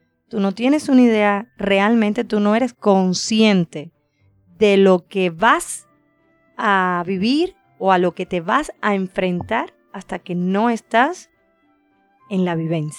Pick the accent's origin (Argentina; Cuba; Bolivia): Cuba; moved away as an adult; Salí por primera vez de Cuba, nunca había salido.